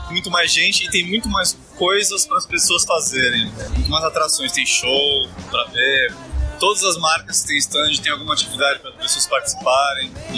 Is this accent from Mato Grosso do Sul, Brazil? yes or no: no; Santos, São Paulo, Brazil; depois de ter sofrido um assalto em Santos, na minha cidade natal.